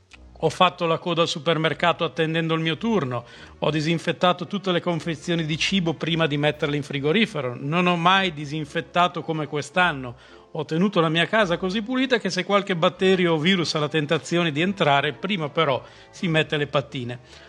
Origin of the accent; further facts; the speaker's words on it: Milan, Lombardy, Italy; sono milanese